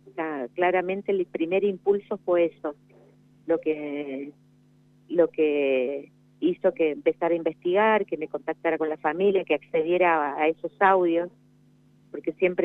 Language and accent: Spanish; San Luis, Argentina; born there; yo nací en San Luis, entonces tuvimos muchísimas cosas en común